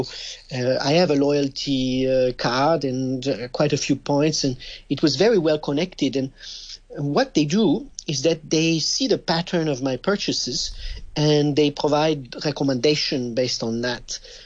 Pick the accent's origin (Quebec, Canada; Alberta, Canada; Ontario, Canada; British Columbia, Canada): Quebec, Canada; accent: French; English is a second language; My French accent betrays that I'm from a French country, but I'm actually from Canada. I'm from Quebec.